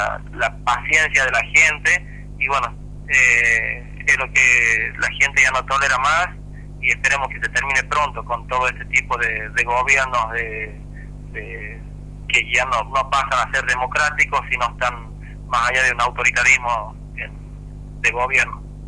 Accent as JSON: {"language": "Spanish", "town": "Chilecito", "region": "La Rioja", "country": "Argentina", "said": "yo soy de Chilecito"}